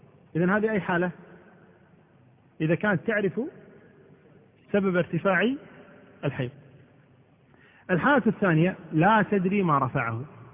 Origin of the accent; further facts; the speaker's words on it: Kuwait; امرأة المفقود مثل ما حصل بالنسبة للأسرة عندنا في الكويت هنا